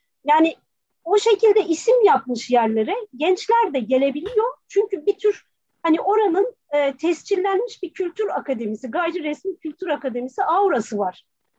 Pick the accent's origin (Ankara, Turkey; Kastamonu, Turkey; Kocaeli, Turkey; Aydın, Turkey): Kastamonu, Turkey; now in Istanbul, Turkey; Ya valla biz ailece Kastamonu muyuz